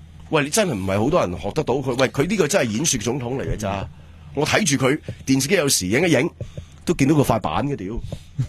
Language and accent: Cantonese; Hong Kong; 同我哋香港人都係嘅